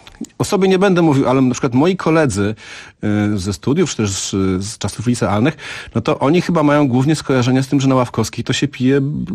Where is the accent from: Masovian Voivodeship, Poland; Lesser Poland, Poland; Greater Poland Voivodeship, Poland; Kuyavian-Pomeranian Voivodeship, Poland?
Greater Poland Voivodeship, Poland; Piła; moved away as an adult; Nie, wyprowadziłem się, wyjechałem na studia, więc to po prostu taka przymusowa emigracja z moich rodzinnych okolic Piły.